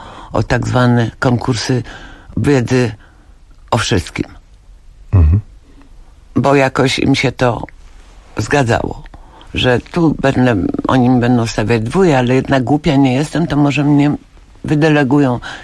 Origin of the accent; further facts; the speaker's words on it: Legnica, Lower Silesian Voivodeship, Poland; A potem uświadomiłam sobie, ile ja zawdzięczam temu, że dorastałam właśnie w Legnicy. Dlatego, że Legnica była wielonarodowa.